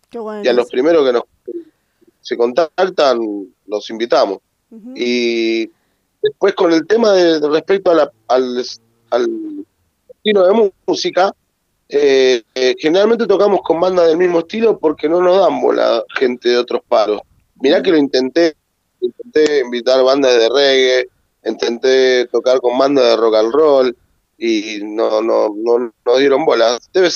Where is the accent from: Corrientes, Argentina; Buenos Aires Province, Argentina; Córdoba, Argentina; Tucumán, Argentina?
Buenos Aires Province, Argentina; La Matanza; Acá, por ejemplo, yo soy de La Matanza.